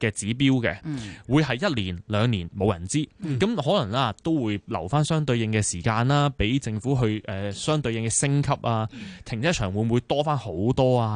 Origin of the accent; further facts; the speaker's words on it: Hong Kong; 咁其实大家譬如我哋香港人揸得上去嘅时候，都习惯得到上面个驾驶嘅时候